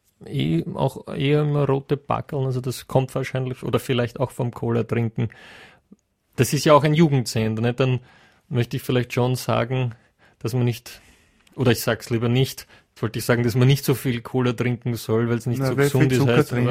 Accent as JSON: {"language": "German", "country": "United Kingdom", "second_language": "German", "said": "Das sind natürlich schon sprachliche Feinheiten, die ich als Brite, wo ich zweimal drüber nachdenken muss, Radetzky."}